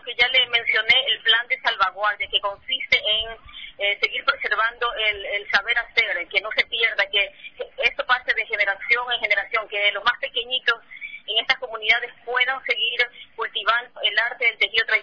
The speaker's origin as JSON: {"language": "Spanish", "country": "Ecuador", "said": "lo que es importante para nosotros como ecuatorianos"}